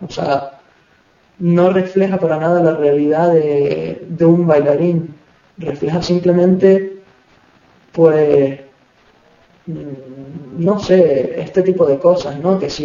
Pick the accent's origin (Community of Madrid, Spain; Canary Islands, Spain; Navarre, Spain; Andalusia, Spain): Canary Islands, Spain; para mí personalmente estaba en mi tierra, en mi tierra de origen, y la encontraba muy interesante porque es lo que falta en Canarias